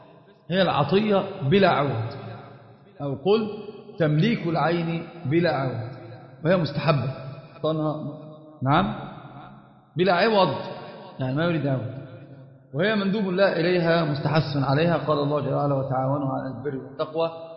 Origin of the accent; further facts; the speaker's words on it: Egypt; طبعا هي مشهورة جدا عندنا في مصر في العامة